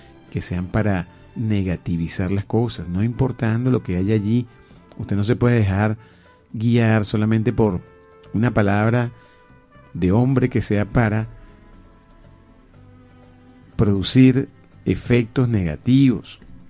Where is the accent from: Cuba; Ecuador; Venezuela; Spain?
Venezuela; Somos los venezolanos los que tenemos que manejar ese amor